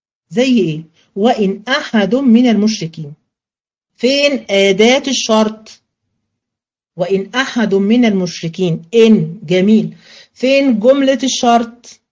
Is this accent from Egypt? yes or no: yes; Egypt; مش دايما نقولها كده عندنا كمصريين؟